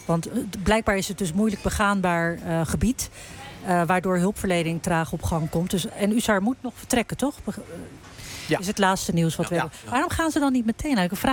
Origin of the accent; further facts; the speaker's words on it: Morocco; Ik ben zelf Marokkaans, dus ik ken de Marokkaanse gemeenschap best wel goed.